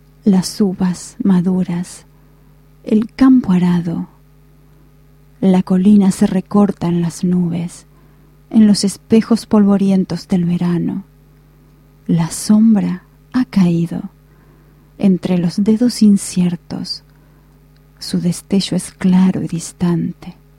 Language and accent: Spanish; Asturias, Spain; Hoy es un día muy importante para todos los asturianos, para mí también porque yo soy asturiana.